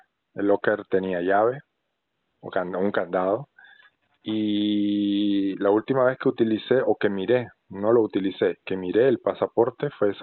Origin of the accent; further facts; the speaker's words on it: Nicaragua; now in Buenos Aires, Argentina; Mi pasaporte nicaragüense, soy nicaragüense.